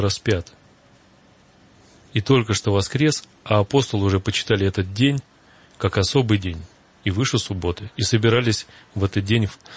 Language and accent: Russian; Ivanovo, Ivanovo Oblast, Russia; born there; Я родился в Иваново, а этимологию слова Шуя, как название города, даже не знаю.